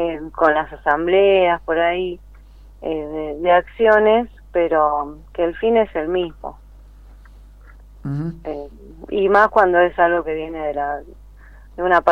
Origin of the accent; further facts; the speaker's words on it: La Plata, Buenos Aires Province, Argentina; yo soy de La Plata, de hecho, también